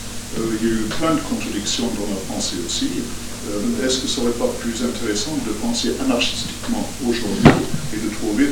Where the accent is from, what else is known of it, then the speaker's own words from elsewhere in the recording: England, United Kingdom; Moi, je suis anglais et j'assiste la première fois ici.